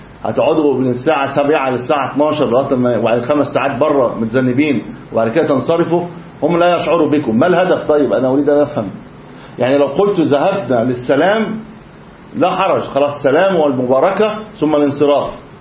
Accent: Egypt; انا مش عارف احنا عقويين كمصريين يعني

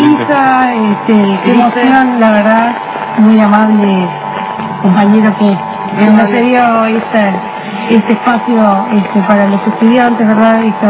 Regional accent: Uruguay; y nosotros como uruguayos, cómo reflexionamos, cómo pensamos y analizamos esta situación.

